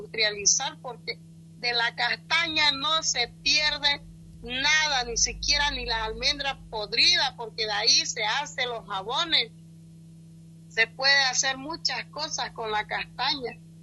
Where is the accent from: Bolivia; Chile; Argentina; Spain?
Bolivia; Pando; también somos bolivianos y merecemos respeto